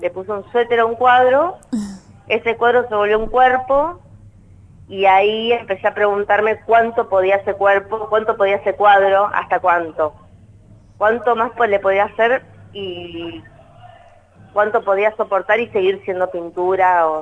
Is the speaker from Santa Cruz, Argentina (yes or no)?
no; Punta Alta, Buenos Aires Province, Argentina; soy de una ciudad que es cercana a Bahía Blanca, está más Punta Alta, y así que bueno, viví ahí.